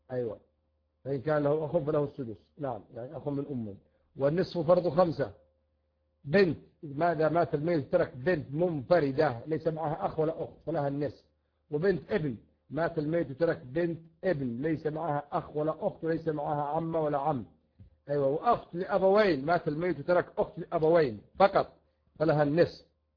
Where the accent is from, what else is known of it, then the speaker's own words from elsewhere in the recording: Yemen; حتى عندنا في اليمن فإنه يرث